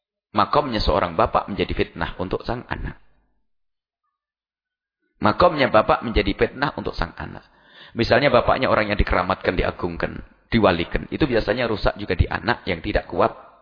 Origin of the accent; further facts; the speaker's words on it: East Java, Indonesia; Orang Jawa Timur itu kalau punya anak dipanggil Gus, saya orang Jawa Timur.